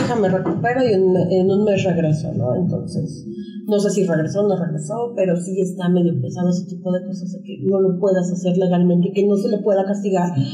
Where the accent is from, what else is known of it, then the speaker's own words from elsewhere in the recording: Chiapas, Mexico; Yo soy de Chiapas, ¿no? Entonces, en ese estado, aparte de que es un estado muy pobre y muy ignorante y súper conservador en algunos puntos